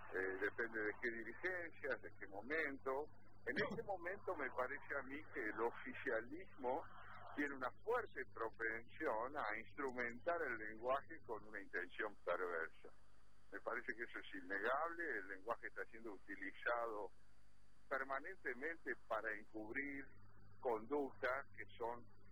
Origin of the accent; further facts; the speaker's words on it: Argentina; nuestra situación particular como argentinos con respecto al idioma español es compleja